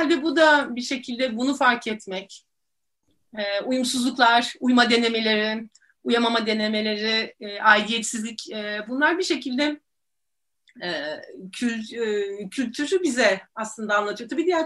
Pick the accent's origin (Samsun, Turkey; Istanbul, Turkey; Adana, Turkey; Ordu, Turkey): Istanbul, Turkey; tabii ki İstanbulluyum ve Boğazlıyım demek isterim.